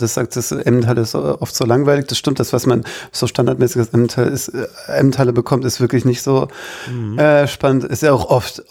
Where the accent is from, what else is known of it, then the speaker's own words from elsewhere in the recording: Baden-Württemberg, Germany; Ich bin ja Schwabe, jetzt ist es raus. Und als Schwabe isst man natürlich gerne Kässpätzle.